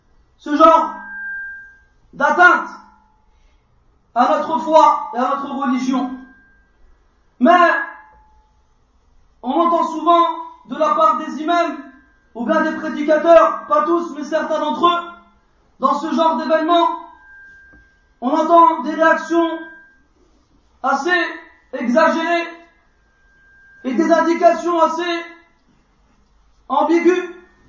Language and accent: French; France; Je suis né en France. Je suis né en France. Et depuis la maternelle jusqu'à l'université, j'ai étudié en France.